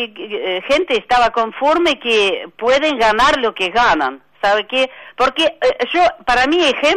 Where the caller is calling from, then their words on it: La Tablada, Buenos Aires Province, Argentina; de Tablada.